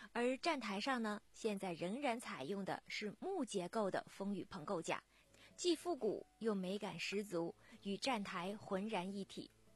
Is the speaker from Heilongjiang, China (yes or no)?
yes; Heilongjiang, China; 因为很多朋友都知道我的故乡是在黑龙江